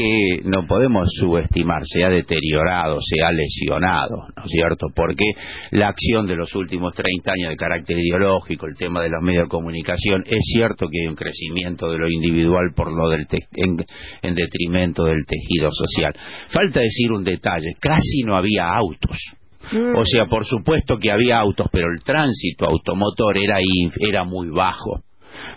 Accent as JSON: {"language": "Spanish", "region": "Buenos Aires", "country": "Argentina", "said": "si bien yo soy de Colegiales, vivo hace 30 años en Parque Chas"}